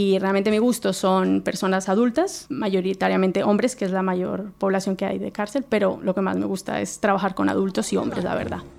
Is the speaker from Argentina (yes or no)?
no; Colombia; moved away as an adult; also born or lived in Palencia; now in Spain; Nací en Palencia, aquí en Castilla y León, pero desde un mes de nacida me fui a vivir a Colombia y allí me crié. Y bueno, después a los 18 años vine a estudiar